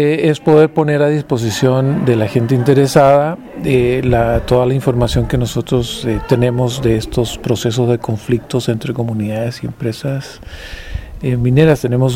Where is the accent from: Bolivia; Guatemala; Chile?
Chile; vengo de Chile